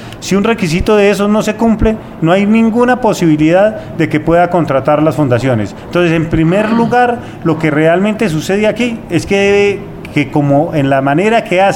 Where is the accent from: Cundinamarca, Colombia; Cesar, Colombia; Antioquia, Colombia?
Cundinamarca, Colombia; Fómeque; donde fui alcalde de mi pueblo, de mi municipio Fome, que fui diputado de Cundinamarca en dos oportunidades